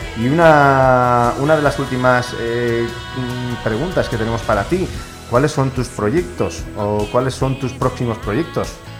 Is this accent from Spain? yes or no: yes; Catalonia, Spain; yo soy catalán también, yo soy culé